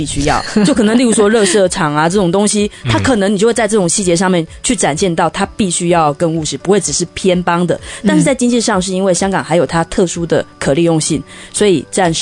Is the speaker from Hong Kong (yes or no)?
no; Taiwan; 其实作为一个台湾人，就是走这个民主进程的一个过程中